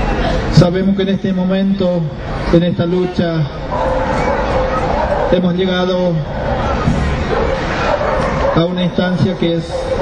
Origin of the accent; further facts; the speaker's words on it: Formosa, Argentina; Nosotros venimos de la provincia de Formosa